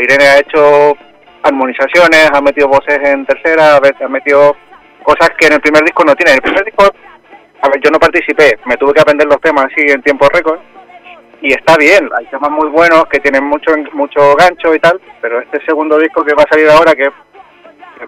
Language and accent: Spanish; Chile; De Chile.